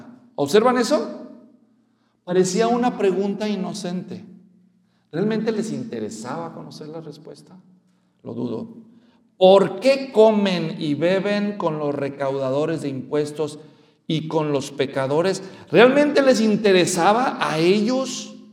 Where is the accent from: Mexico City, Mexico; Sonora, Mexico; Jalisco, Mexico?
Jalisco, Mexico; Guadalajara; Yo ya sabía, porque yo soy de Guadalajara y empezaron ellos.